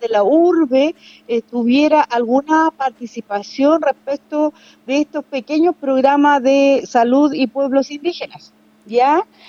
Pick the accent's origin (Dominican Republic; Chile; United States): Chile; Lumaco, Araucanía; nacida y criada desde la comunidad de Dimulco, comuna de Lumaco, novena región de Chile.